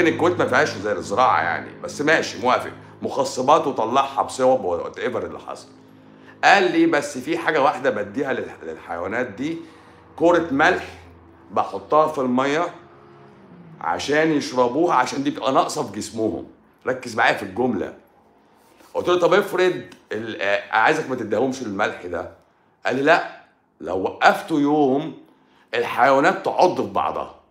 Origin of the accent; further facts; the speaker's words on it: Egypt; عندنا في مصر